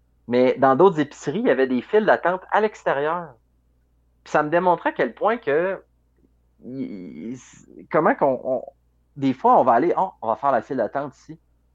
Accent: Quebec City, Quebec, Canada; nous, tu sais, on vient de la ville de Québec, mais on n'y habite plus, là.

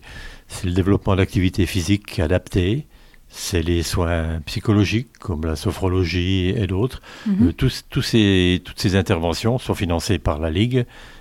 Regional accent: Cornimont, Grand Est, France; je viens de Cornimont.

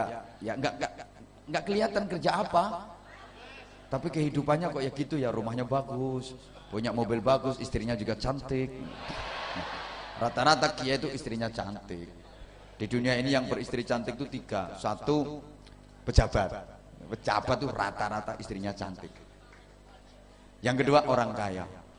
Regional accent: Java, Indonesia; Kalau saya orang Jawa.

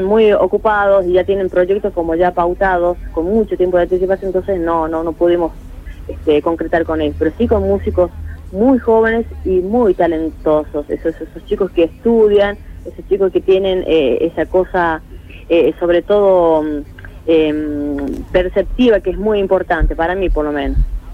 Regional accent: La Rioja, Argentina; now in Buenos Aires, Argentina; lo que me está gustando, apasionando en Buenos Aires, es el poder devolver de alguna manera todo lo que mi tierra, La Rioja, me ha entregado.

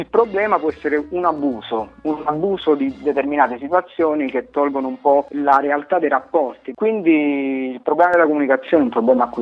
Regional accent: Campania, Italy; now in Rome, Italy; Io provengo da una piccola realtà di provincia, vivo a Roma, ma vengo dalla provincia di Avellino.

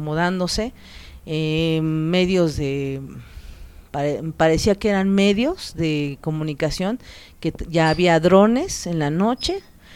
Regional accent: Mexico City, Mexico; born there; Yo nací en la Ciudad de México, ya llevo 40 años viviendo acá en Xochimilco, soy avecindada y vivo en el pueblo de San Lucas, Xochimanca.

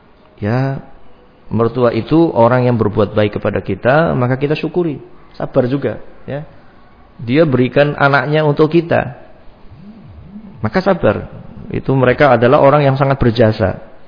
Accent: Brebes, Central Java, Indonesia; Saya masih ingat dulu ada di kampung saya sana di Brebes

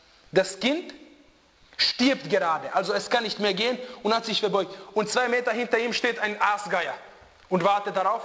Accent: Bosnia & Herzegovina; Wallahi, die schauen mich an, von wo bist du? Ich sage, aus Bosnien.

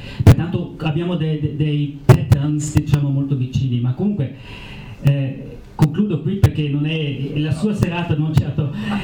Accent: Bolzano, Trentino-Alto Adige, Italy; Io sono nato a Bolzano e ho sciacquato i miei panni nel Talvera

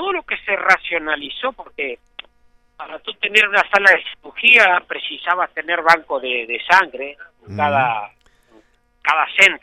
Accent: Uruguay; vamos arreglando como los uruguayos, atadito con alambre

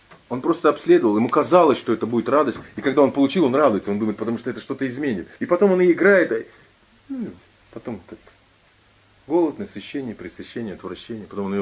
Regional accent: Ulan-Ude, Buryatia, Russia; ну, вот я из Улан-Удэ

